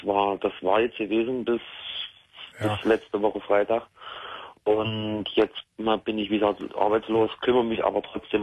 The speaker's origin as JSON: {"language": "German", "town": "Magdeburg", "region": "Saxony-Anhalt", "country": "Germany", "said": "Ich komme aus Magdeburg."}